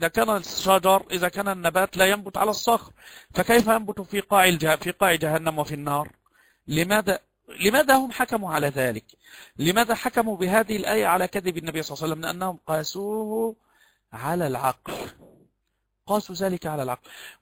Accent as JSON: {"language": "Arabic", "country": "Egypt", "said": "كما يقال عندنا في مصر قريب الزوجة يدخل من غير أن يستأذن"}